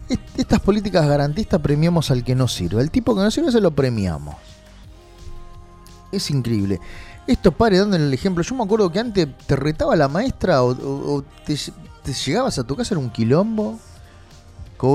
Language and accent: Spanish; Solano, Buenos Aires Province, Argentina; Yo soy de Solano, amo Solano, pero estoy viendo el deterioro que hay social